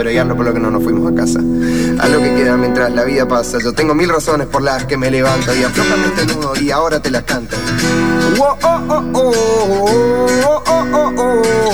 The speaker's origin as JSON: {"language": "Spanish", "region": "Corrientes", "country": "Argentina", "said": "en mi primer álbum lo hice en Corrientes, que es de donde yo vengo"}